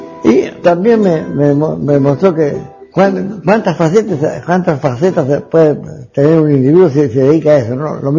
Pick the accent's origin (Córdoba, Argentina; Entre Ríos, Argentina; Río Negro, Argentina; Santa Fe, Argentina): Córdoba, Argentina; Hernando; also born or lived in Venezuela / Cuba; nací en Hernando el 8 de agosto de 1922. Yo tengo prácticamente tres patrias, ¿no? Argentina, donde nací, donde me formaron científica y éticamente. Venezuela, donde me hice profesional como científico